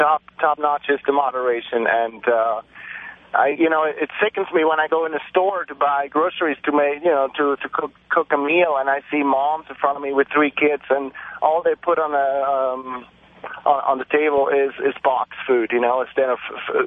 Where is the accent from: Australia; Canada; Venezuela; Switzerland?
Switzerland; now in Los Angeles, United States; I'm personally from Switzerland originally, and I live in L.A. for 8 years now.